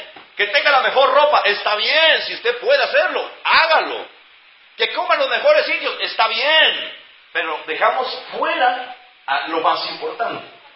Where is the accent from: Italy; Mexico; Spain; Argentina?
Argentina; Ah, no, somos argentinos.